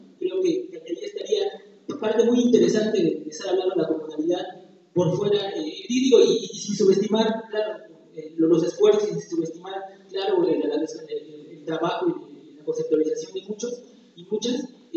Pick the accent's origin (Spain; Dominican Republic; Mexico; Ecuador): Mexico; Huajuapan, Oaxaca; vengo de la ciudad de Huacuapan.